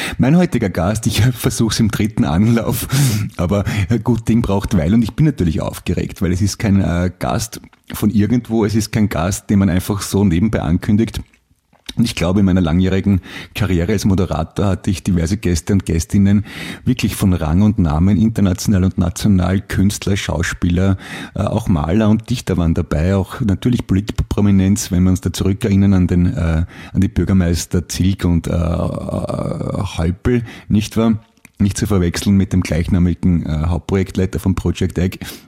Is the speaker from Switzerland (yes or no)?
no; Austria; Polizeipräsident wäre schon ziemlich groß bei uns in Österreich, muss ich sagen.